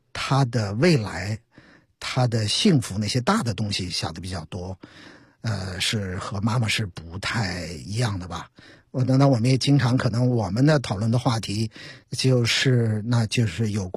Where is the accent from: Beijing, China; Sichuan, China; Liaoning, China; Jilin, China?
Beijing, China; 会在所谓我们家乡的文化，我们北京，我们都在发生些什么。